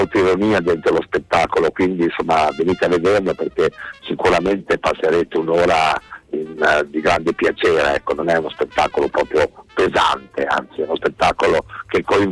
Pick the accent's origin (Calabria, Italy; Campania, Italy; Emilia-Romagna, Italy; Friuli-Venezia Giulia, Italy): Emilia-Romagna, Italy; accent: Romagnol; io lo recito con un forte accento romagnolo, perché appunto io essendo romagnolo